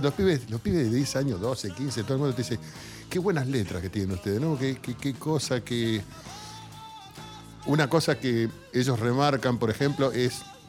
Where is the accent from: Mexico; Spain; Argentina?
Argentina; Buenos Aires; yo me crié en Barracas, yo me crié en un barrio de tango.